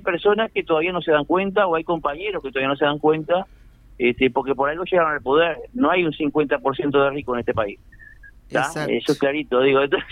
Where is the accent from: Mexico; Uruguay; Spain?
Uruguay; porque somos todos uruguayos